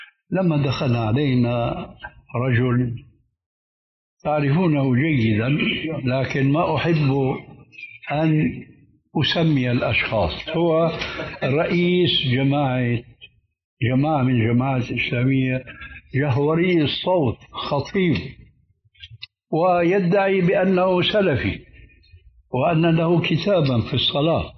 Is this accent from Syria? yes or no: yes; Syria; فقد وجد شيخ عندنا في سوريا